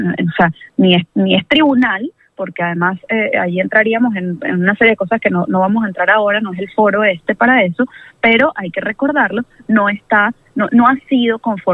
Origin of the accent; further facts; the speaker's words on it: Venezuela; pero no a mí como … sino como venezolana